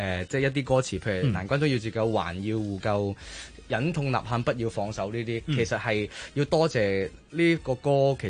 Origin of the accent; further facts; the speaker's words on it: Macau; 我係一個澳門人啦。其實我以前咧真係唔識香港啲地方嘅。